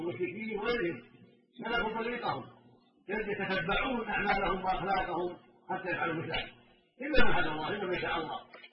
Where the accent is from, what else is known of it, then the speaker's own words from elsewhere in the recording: Oman; الى بلادنا عمان